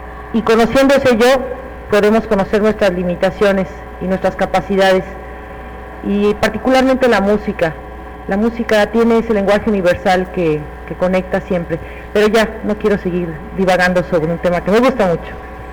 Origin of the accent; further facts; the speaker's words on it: Mexico; Nosotros, como mexicanos, bueno, yo no soy autoridad, pero como nación